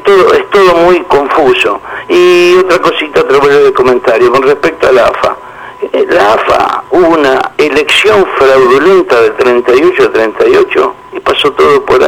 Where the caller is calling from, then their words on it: La Boca, Buenos Aires, Argentina; de la Boca.